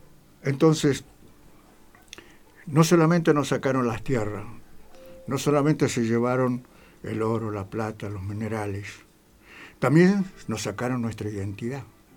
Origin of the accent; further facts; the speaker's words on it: Salta, Argentina; soy un collo salteño, transculturado.